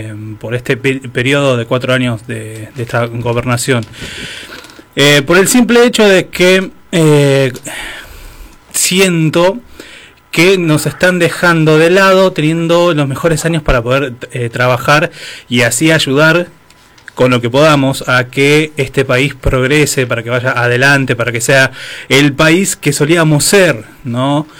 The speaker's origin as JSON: {"language": "Spanish", "country": "Argentina", "said": "Uno como argentino y sintiéndose patriota como me enseñó mi viejo, ¿no? De ser argentino y sentirse argentino"}